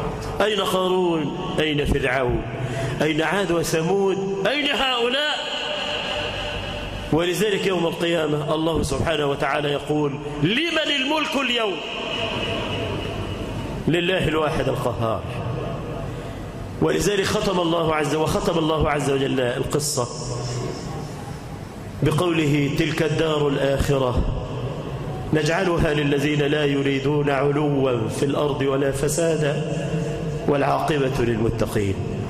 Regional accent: Egypt; اللهم اجعل بلدنا مصر أمنة مطمئنة، سخاء رخاء

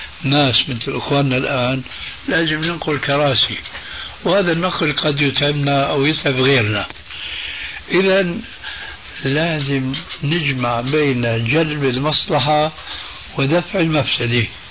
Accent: Damascus, Damascus Governorate, Syria; هذه منطقة اسمها عندنا في الشام الحريقة

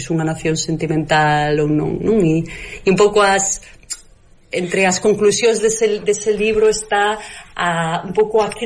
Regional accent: Galicia, Spain; Esa idea de como somos os galegos, non?

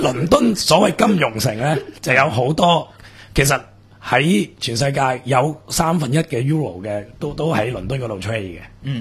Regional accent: Hong Kong; 我哋香港人

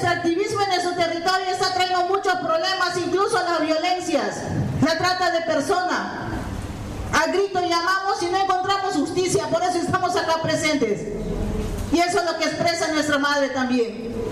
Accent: Peru; los pueblos originarios Awajún, Huampis también somos peruanos, somos humanos, somos cristianos, tenemos sangre roja.

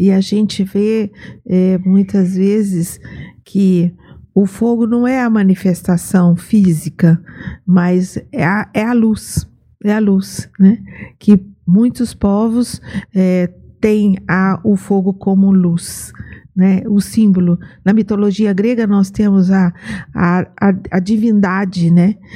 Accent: Aparecida, São Paulo, Brazil; born there; nasci em Aparecida

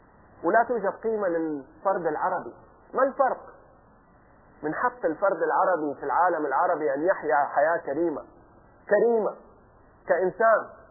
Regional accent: Jeddah, Makkah Province, Saudi Arabia; عندنا في جدة من 2-3 سنين صارت مشاكل فتوقف عمال النظافة عن العمل لمدة 2-3 يوم

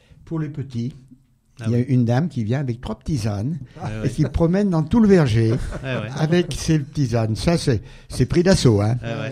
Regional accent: Auvergne-Rhône-Alpes, France; Oui, je suis du Pays de Gex.

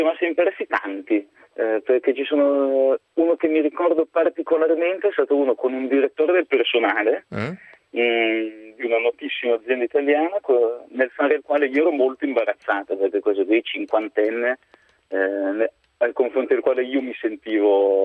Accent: Como, Lombardy, Italy; Per me che sono di Como sì, esistono, sono anche abbastanza importanti.

